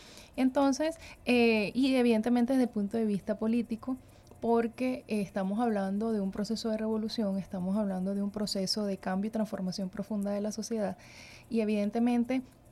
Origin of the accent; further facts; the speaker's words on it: Venezuela; cómo como venezolanos vamos realmente a defender nuestro país